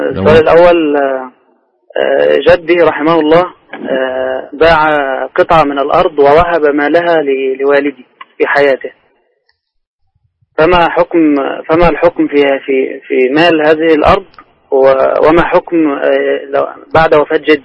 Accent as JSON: {"language": "Arabic", "country": "Egypt", "moved": "yes", "lives_now": "Jazan, Saudi Arabia", "said": "أنا من مصر مغترب"}